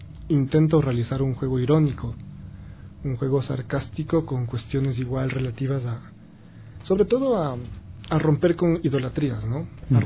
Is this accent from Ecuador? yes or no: yes; Ecuador; Y es como que todos somos ecuatorianos.